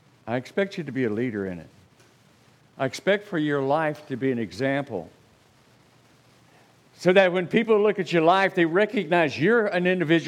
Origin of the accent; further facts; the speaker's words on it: Oklahoma, United States; I'm from Oklahoma. You'll never go where I am. All right? Out in the woods, way out there, you know.